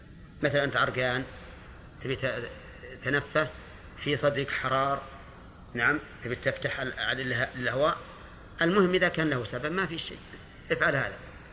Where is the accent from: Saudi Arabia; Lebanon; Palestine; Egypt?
Saudi Arabia; Najd; لو أننا مثلا أردنا أن نلبس لباس الهنود مثلا ونحن من أهل نجد